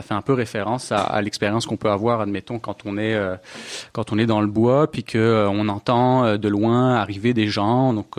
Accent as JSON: {"language": "French", "country": "France", "lives_now": "Canada", "said": "Je suis français aussi. Je suis nouvel arrivant en fait au Québec. Ça fait pas très très longtemps que je suis là"}